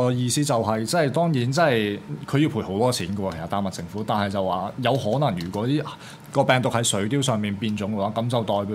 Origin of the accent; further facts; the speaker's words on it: Hong Kong; 呢一個就係我哋香港人都可以即係